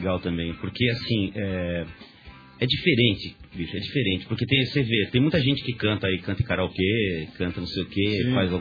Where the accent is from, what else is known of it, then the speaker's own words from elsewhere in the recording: São Paulo, Brazil; eu sou paulistano, né? Sempre gostei da cidade